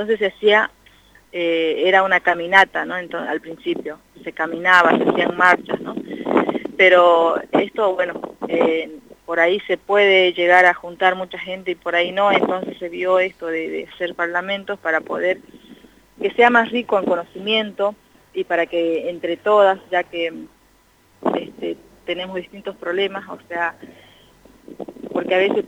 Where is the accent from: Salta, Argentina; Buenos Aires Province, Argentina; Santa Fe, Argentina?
Salta, Argentina; Orán; now in General Pico, Argentina; yo soy quechua, aba guaraní, o sea, tengo mi mamá quechua, mi papá aba guaraní. Soy de Salta, de Orán precisamente, pero estoy viviendo en General Pico hace ya 18 años.